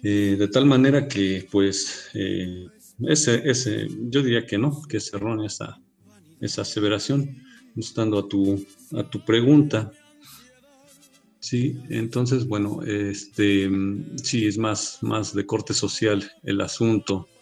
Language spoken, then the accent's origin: Spanish; Mexico; Esta situación mestiza que nos hace ser como mexicanos, ¿no?